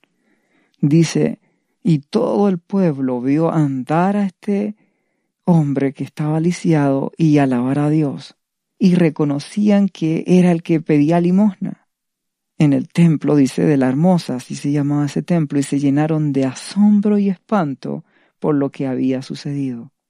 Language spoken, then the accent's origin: Spanish; Chile; En la actualidad, yo en mi país, Chile, estamos viviendo una serie de situaciones